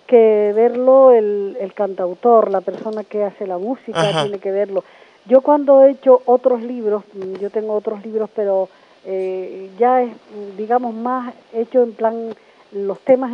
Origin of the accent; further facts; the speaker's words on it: Güímar, Canary Islands, Spain; also born or lived in La Gomera; now in Granadilla, Spain; yo nací en La Gomera, pero he vivido toda mi vida en el sur de Tenerife, primero en Güímar y ahora en Granadilla.